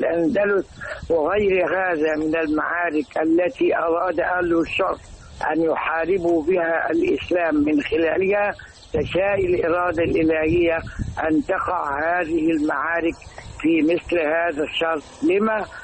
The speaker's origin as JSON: {"language": "Arabic", "country": "Egypt", "said": "أما المعركة التي يجب ألا ننساها أبدا كمصريين وكمسلمين"}